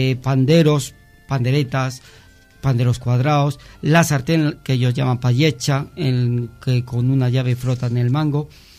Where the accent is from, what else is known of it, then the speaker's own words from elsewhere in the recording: Luarca, Asturias, Spain; yo soy marnueto, soy de Luarca capital.